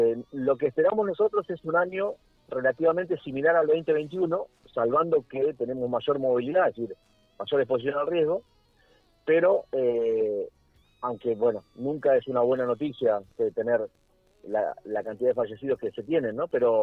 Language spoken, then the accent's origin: Spanish; Argentina; Deberíamos alegrarnos como argentinos que tengamos menos fallecidos.